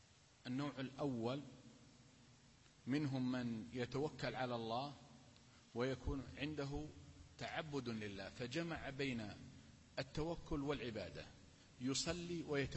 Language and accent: Arabic; Al-Qassim, Saudi Arabia; حدثني بها عالم من العلماء عندنا في القصيم